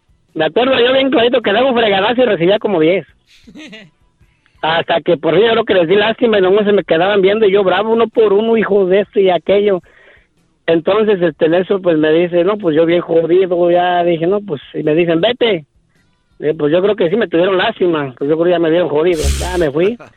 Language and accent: Spanish; Michoacán, Mexico; Pues imagínese, soy de Michoacán, pregúntele a la verdad, ¿cómo somos?